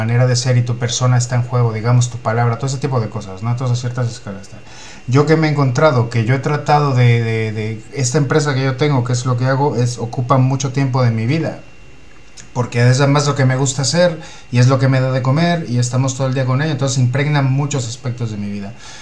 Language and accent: Spanish; Mexico City, Mexico; Yo vengo de la Ciudad de México, que es una ciudad de 26 millones de habitantes